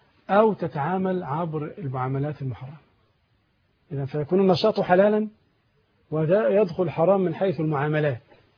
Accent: Egypt; أظن والله أعلم في عندنا في مصر هنا نوعين فقط

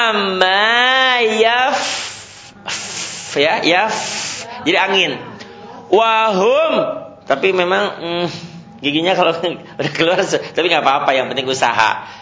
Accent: West Java, Indonesia; Itu penyakit kita orang Sunda.

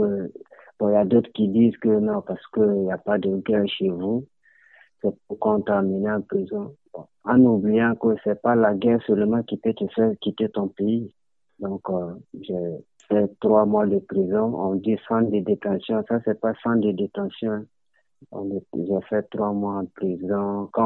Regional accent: Burkina Faso; moved away as an adult; now in Greece; Je viens du Burkina Faso.

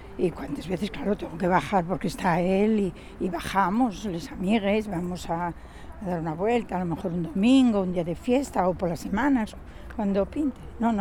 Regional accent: Mieres, Asturias, Spain; born there; now in Gijón, Spain; yo me gustaba Oviedo, yo soy de Mieres nacida, ¿eh?

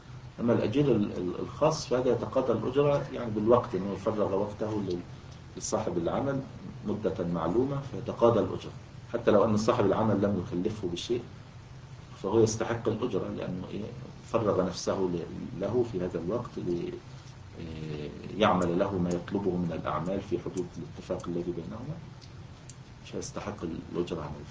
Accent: Egypt; ويعني كان موجودا عندنا في مصر الوقت قريب يعني في القرى

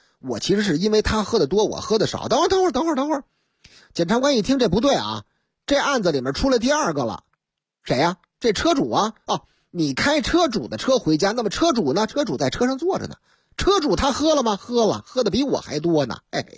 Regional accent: Northeast China, China; 可不就是我老家的事儿吗？东北吗？

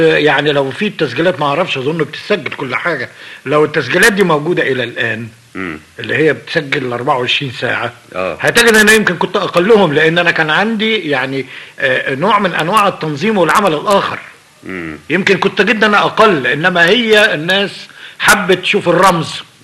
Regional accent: Egypt; انا مواطن مصري هتحمل مسؤوليه الهزيمه

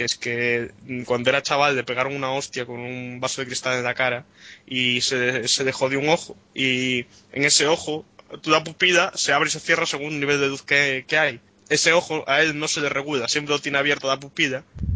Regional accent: Argentina; Soy argentino.

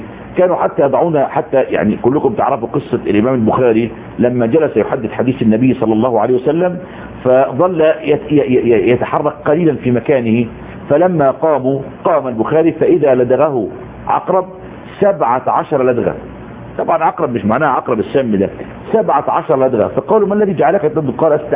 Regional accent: Egypt; وكان قديما عندنا في مصر ويسمى علم الوجادة

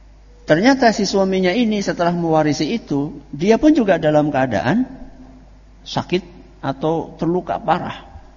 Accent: Java, Indonesia; Kalau bahasa kita orang Jawa, disupatani.

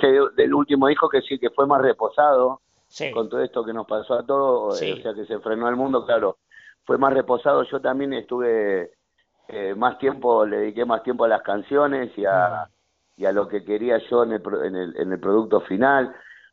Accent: Argentina; aunque yo soy argentino

